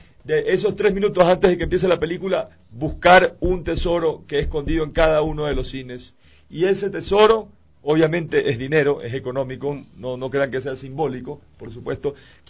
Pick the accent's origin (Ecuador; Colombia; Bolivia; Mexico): Ecuador; siendo todos ecuatorianos, tenemos que unirnos